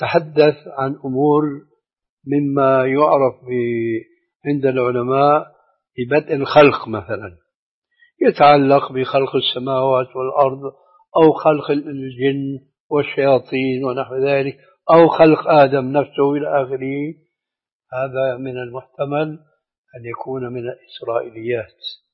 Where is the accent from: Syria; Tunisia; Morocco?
Syria; أما المسلمين التعبير عندنا في سوريا الجغرافيين